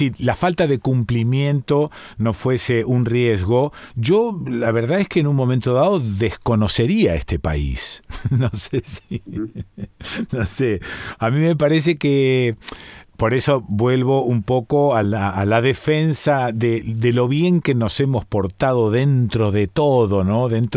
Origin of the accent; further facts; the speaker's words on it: Argentina; A la luz de cómo somos los argentinos